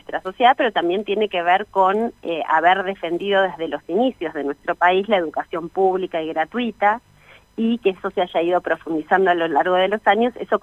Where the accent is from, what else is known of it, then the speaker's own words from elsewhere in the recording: Bariloche, Río Negro, Argentina; acá yo soy de Bariloche